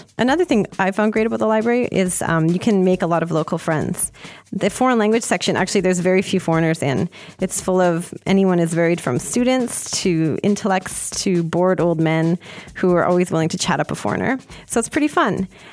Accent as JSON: {"language": "English", "country": "Canada", "said": "because I'm too Canadian."}